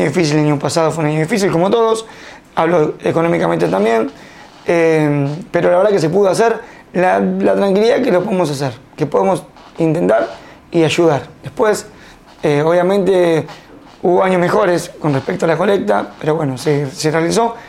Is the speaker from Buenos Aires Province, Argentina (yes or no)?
yes; Cañuelas, Buenos Aires Province, Argentina; me siento muy orgulloso de ser cañulense